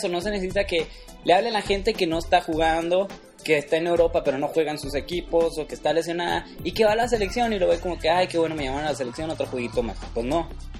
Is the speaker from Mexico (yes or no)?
yes; Chihuahua, Mexico; acá somos de Chihuahua, ¿verdad?